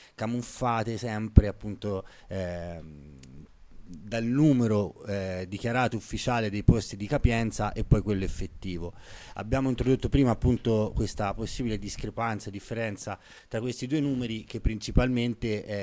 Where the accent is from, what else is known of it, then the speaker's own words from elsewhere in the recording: Arezzo, Tuscany, Italy; accent: Arezzo; come ad esempio, i più attenti l'avranno capito dal mio accento, quello che riguarda il carcere di Arezzo